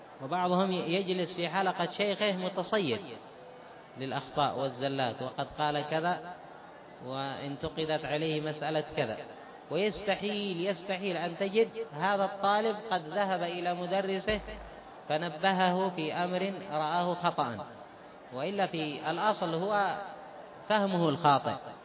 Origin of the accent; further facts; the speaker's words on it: Yemen; أما عندنا في اليمن